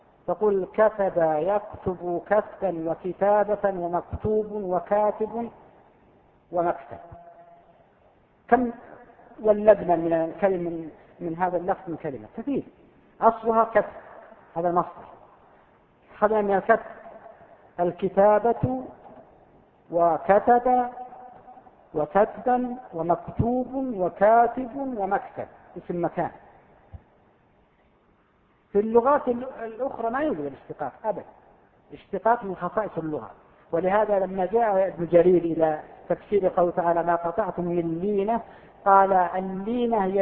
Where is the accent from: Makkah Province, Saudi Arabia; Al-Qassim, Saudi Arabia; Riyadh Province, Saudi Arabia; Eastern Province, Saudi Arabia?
Al-Qassim, Saudi Arabia; حرف مستعمل عندنا في القصيم